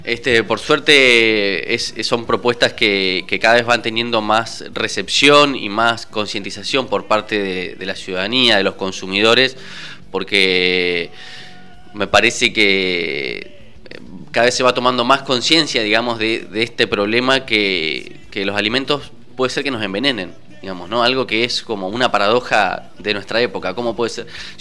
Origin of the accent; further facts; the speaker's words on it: Argentina; en un país como nuestro, Argentina